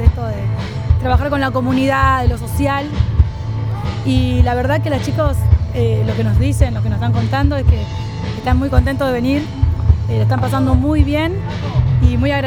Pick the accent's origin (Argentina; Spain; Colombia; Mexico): Argentina; Villa Hidalgo, Buenos Aires; soy de Villa Hidalgo, de la Asociación de Mujeres La Colmena